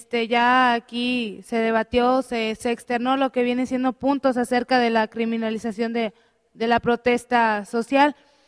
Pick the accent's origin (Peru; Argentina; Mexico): Mexico; En nosotros como estudiante, como profesionista, como obrero, como mexicano, ¿qué vamos a hacer?